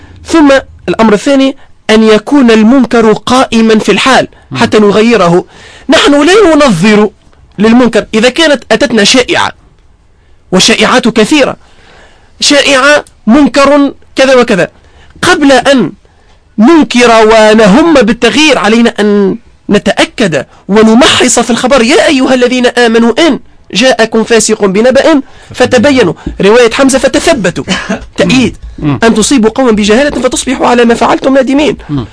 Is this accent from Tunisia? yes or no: yes; Tunisia; أنا كمواطن تونسي ليست لي أي سلطة أو أي صلاحيات